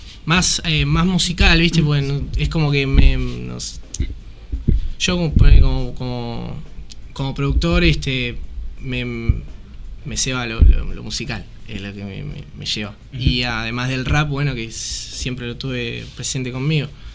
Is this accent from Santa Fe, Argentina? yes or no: no; Mar del Plata, Buenos Aires Province, Argentina; nosotros somos de Mar del Plata